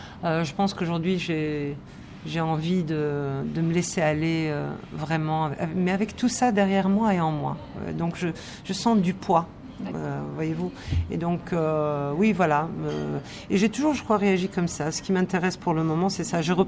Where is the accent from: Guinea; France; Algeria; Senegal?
Algeria; je n'avais pas bénéficié de ce genre de film pour me construire en tant qu'Algérienne, vraiment.